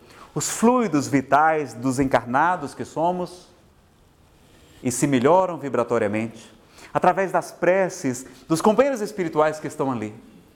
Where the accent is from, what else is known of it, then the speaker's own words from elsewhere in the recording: Ceará, Brazil; Eu, como sou do Ceará, vou para umas paragens diferentes